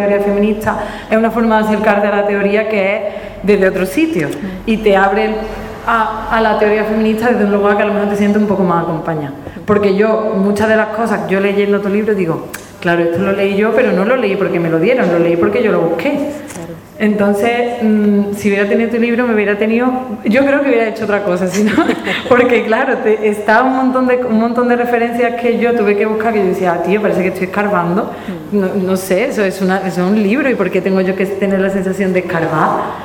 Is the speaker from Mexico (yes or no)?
no; Andalusia, Spain; que yo soy blanca y que yo soy europea, pero que yo era andaluza, y no porque, ay, es que soy andaluza